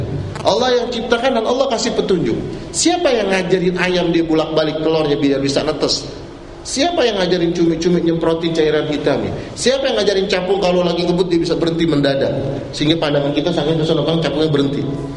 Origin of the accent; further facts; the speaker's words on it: Jakarta, Indonesia; Saya orang Betawi, Pak